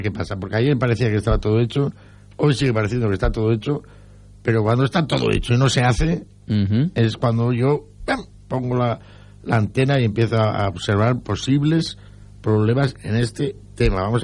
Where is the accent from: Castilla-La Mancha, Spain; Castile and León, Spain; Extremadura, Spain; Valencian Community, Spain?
Valencian Community, Spain; Que nos pegamos sopa, somos valencianos, ¿qué pasa?